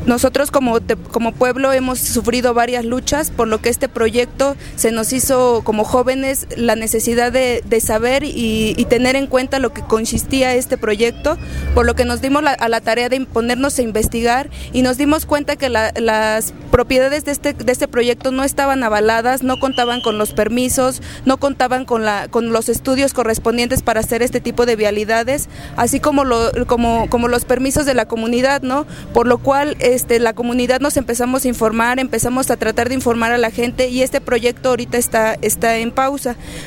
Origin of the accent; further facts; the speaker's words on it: Tepoztlán, Morelos, Mexico; vengo de Tepoztlán, Morelos, y soy parte del Frente Juvenil en Defensa de Tepoztlán.